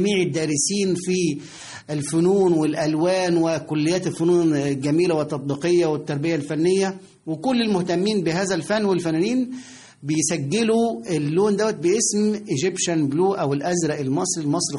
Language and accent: Arabic; Egypt; ولا تزال هذه الفكرة موجودة لدينا كمصريين، مصر هي أحسن بلد في العالم بالنسبة لنا،